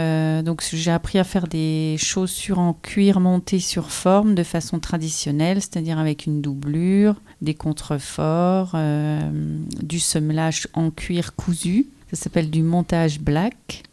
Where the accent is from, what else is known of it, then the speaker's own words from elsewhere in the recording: Remiremont, Grand Est, France; born there; je suis née à Remiremont. J'ai un atelier artisanal qui se trouve à Basse-sur-le-Rue, puisqu'aujourd'hui j'habite Basse-sur-le-Rue. Ça se trouve entre Vanier et la Bresse.